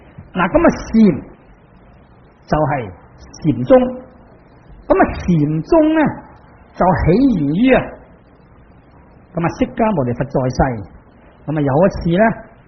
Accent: China; 我哋中国人食饭嘅，但系嗰啲外国人食面包

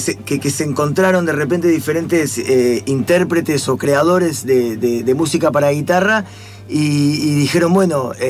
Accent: Quilmes, Buenos Aires Province, Argentina; Como vivimos cerca, somos todos de Quilmes, bueno, juntémonos.

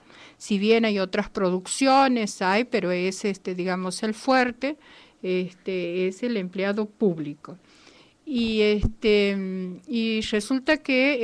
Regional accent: Santiago del Estero, Argentina; soy de Santiago del Estero, estuve el 16 de diciembre, estaba en Santiago, ahora casualmente estoy aquí

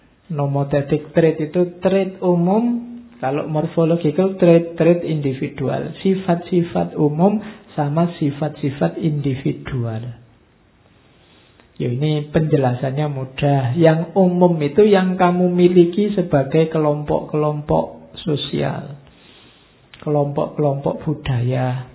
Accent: East Java, Indonesia; also born or lived in Yogyakarta; Atau sama-sama Jawa, neng aku Jawa Timur, harusnya rada gampang misuh-misuh sithik ngono.

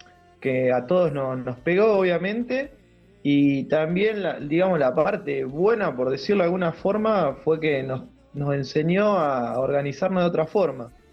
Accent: 25 de Mayo, Buenos Aires Province, Argentina; Yo soy de 25 de Mayo, provincia de Buenos Aires, y bueno, estábamos todos acá en La Plata en ese momento

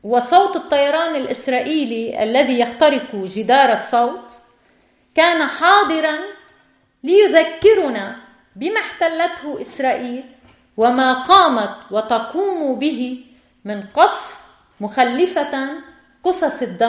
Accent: Beirut, Beirut Governorate, Lebanon; ولدت في بيروت وكبرت في هذه العاصمة عاصمة لبنان.

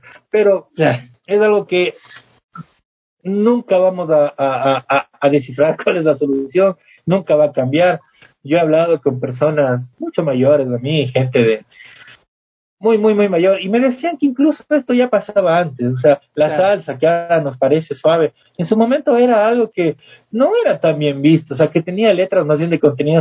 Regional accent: Costa, Peru; yo soy costeño y en la costa la mayoría de las personas son de música tropical, éramos muy pocos rockeros, al menos en el pueblo donde yo vivía.

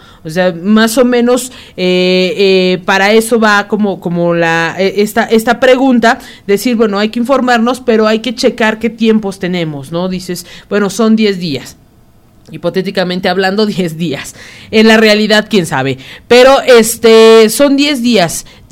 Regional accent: Mexico; como buenos mexicanos, todo lo dejamos hasta el último.

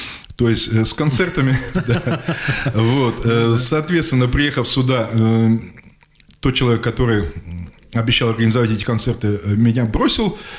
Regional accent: Samarkand, Samarqand Region, Uzbekistan; moved away as an adult; Я родился 22 ноября 1962 года в городе Самарканде. Прожил там до 93 года. Там работал на Самаркандском химическом заводе в качестве электрика.

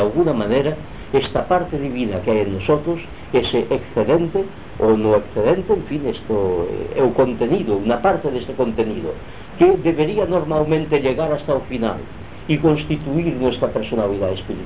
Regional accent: Girona, Catalonia, Spain; es de mi pueblo, de Gerona

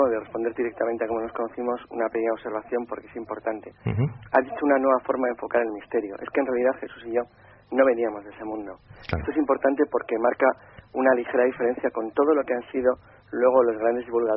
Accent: Santander, Cantabria, Spain; now in Madrid, Spain; en marzo del año 90, que es cuando yo vengo de Santander a Madrid, me vengo a vivir a Madrid

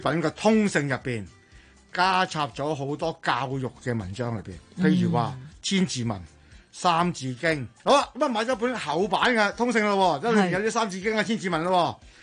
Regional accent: Guangdong, China; 咁於是我哋廣府人咧就將佢喂唔好啊

